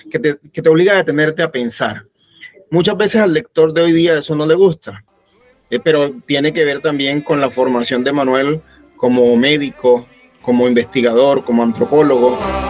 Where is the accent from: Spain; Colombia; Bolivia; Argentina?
Colombia; Ovejas, Sucre; moved away as an adult; now in Cartagena, Colombia; Yo soy de Ovejas, Sucre. Yo soy de un pueblo de Sucre, cercano a Sincelejo, que se llama Ovejas. Y bueno, allá me crié, me formé en Sincelejo